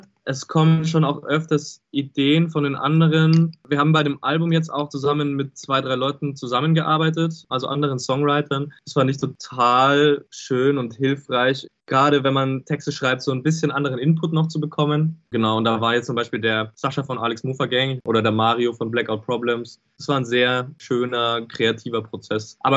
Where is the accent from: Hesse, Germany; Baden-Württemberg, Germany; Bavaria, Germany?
Bavaria, Germany; Regensburg; Ja, auf jeden Fall. Wir sind alle aus Regensburg.